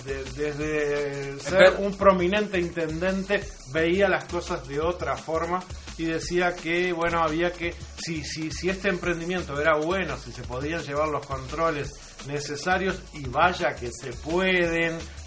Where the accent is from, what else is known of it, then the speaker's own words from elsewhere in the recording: Uruguay; Lo que nos duele a nosotros como uruguayos es la vergüenza de que esta noticia, de estas sanciones, trasciendan.